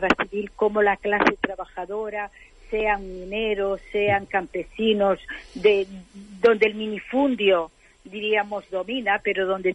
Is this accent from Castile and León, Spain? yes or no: yes; Castile and León, Spain; Pero la quería ambientar en el Bierzo, porque era como un homenaje a mi tierra